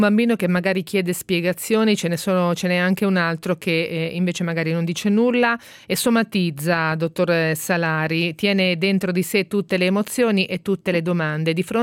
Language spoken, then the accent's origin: Italian; Ancona, Marche, Italy; Noi siamo di Ancona